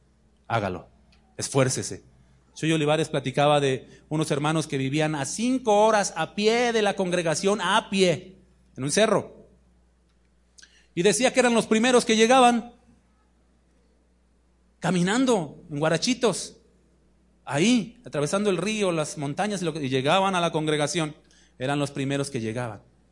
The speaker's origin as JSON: {"language": "Spanish", "region": "Mexico City", "country": "Mexico", "said": "Yo vengo de la Ciudad de México. Allá los trayectos son cortos en distancia, pero son largos en tiempo por el tráfico"}